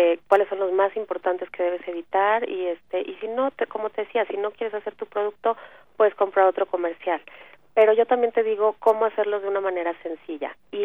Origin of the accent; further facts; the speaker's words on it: Mexico City, Mexico; yo soy del DF, pero ya me voy a ir para allá en unos días para dar unos talleres.